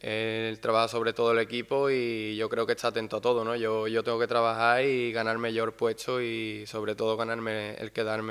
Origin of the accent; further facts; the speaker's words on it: Seville, Andalusia, Spain; Yo vengo de Sevilla y hace bastante calor y la verdad que aquí es un clima bastante parecido